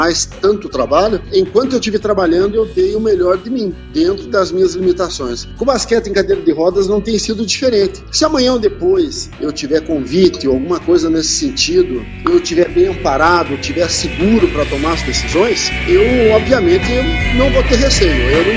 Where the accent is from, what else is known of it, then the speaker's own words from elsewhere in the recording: Paraná, Brazil; Aqui na minha terra, que hoje é a capital do basquetebol em cadeira de rodas do Paraná